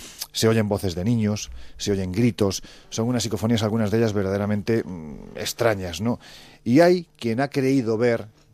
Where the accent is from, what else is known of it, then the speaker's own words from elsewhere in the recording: Andalusia, Spain; Ya sé que soy andaluz sin gracia.